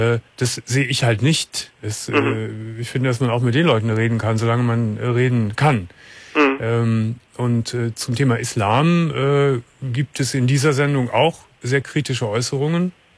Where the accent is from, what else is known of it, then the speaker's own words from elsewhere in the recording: Cologne, North Rhine-Westphalia, Germany; Ich bin ja aufgewachsen hier in Köln mit der Feministin schlechthin, nämlich mit Alice Schwarzer.